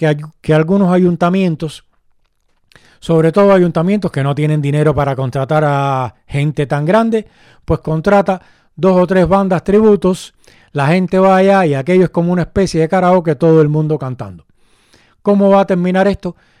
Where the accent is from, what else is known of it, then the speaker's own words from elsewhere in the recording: Cuba; es que siendo cubano, también vengo de una larga tradición de bandas cubanas de versiones